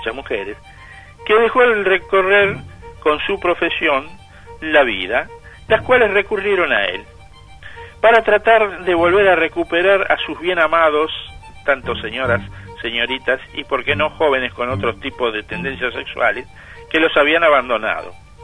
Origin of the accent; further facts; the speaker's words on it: Buenos Aires, Argentina; yo soy porteño nacido en la ciudad de Buenos Aires y actualmente no voy por la ciudad porque para mí ha cambiado mucho desde cuando yo era chico